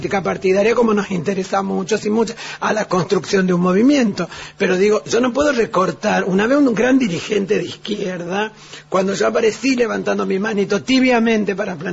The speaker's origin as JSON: {"language": "Spanish", "region": "Salta", "country": "Argentina", "said": "yo de travesti soy, insisto, salteña, de origen boliviano, soy feminista, soy gorda, soy periférica."}